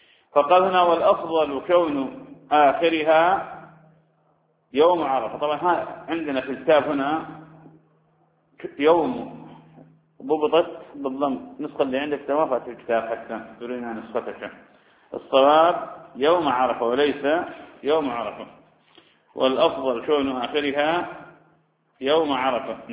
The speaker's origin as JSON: {"language": "Arabic", "town": "Ramadi", "region": "Anbar", "country": "Iraq", "said": "وأنا أعرف شخص من أشخاص عندنا في الرمادي"}